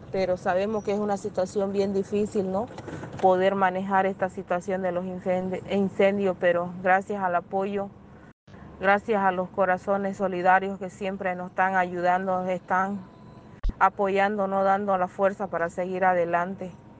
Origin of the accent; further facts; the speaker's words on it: Roboré, Santa Cruz, Bolivia; Soy del municipio de Robore. Pertenezco a la comunidad indígena Aguascaliente.